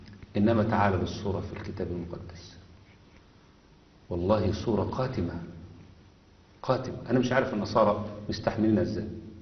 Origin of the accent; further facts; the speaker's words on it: Egypt; انما عندنا في مصر، لا، في مصر امر غريب جدا جدا جدا